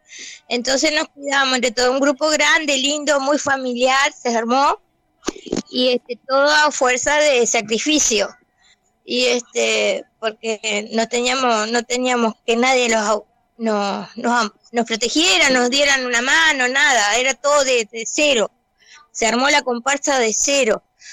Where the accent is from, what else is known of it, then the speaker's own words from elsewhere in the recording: Colonia del Sacramento, Colonia, Uruguay; soy de Colonia del Sacramento, nacida aquí. Vivo aquí, soy acá, tengo mis añitos de experiencia